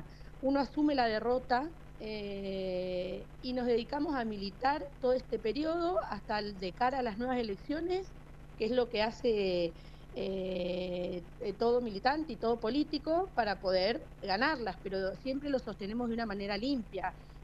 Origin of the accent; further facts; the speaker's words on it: Mendoza, Argentina; born there; also born or lived in General Pico; now in Ceballos, Argentina; Yo en Pico, en realidad, soy nacida en la provincia de Mendoza y hace 24 años que llegamos a La Pampa. Mi papá, militar del ejército, por un traslado vinimos a General Pico y estamos desde entonces acá en La Pampa.